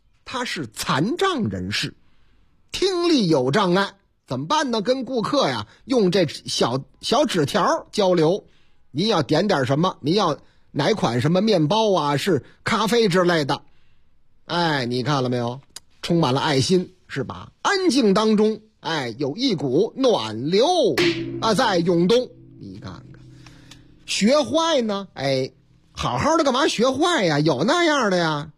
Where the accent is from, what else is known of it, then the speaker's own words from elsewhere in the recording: Northeast China, China; accent: Northeastern; 哎呀妈呀，哎呀，怎么东北口音呢？你看这事儿是发生在我老家吗？